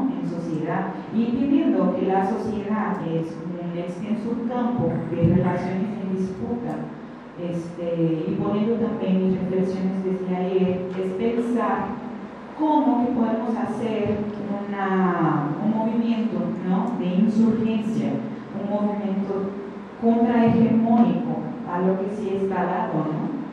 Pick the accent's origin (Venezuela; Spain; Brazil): Brazil; Maceió, Alagoas; De allá, porque yo soy de Maceió